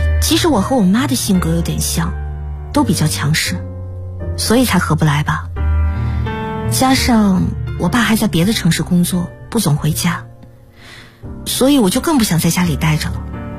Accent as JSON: {"language": "Chinese", "region": "northern China", "country": "China", "lives_now": "Guangzhou, China", "said": "其实我是北方人，老家在一个五线小城市。大学毕业后我就去了广州工作"}